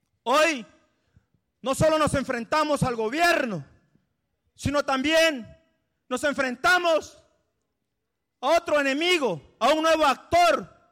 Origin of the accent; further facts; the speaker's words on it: Aguacaliente, Guerrero, Mexico; hace 12 años nos tocó allá en Guerrero, en mi pueblo, en mi comunidad, en Aguacaliente, en los bienes comunales de Cacuatepec